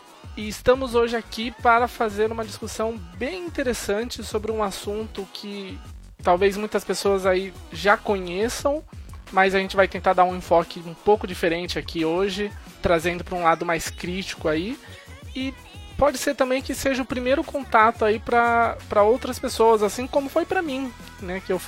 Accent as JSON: {"language": "Portuguese", "town": "Sorocaba", "region": "São Paulo", "country": "Brazil", "said": "Sou aqui de Sorocaba, interior de São Paulo."}